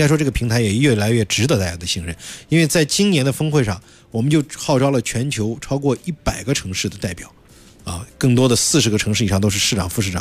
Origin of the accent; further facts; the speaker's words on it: Beijing, China; 按我们北京话叫包圆儿